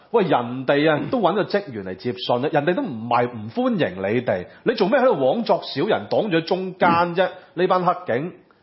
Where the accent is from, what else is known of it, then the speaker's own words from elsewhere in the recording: Hong Kong; 喂其實你是令到我們香港人是更加悲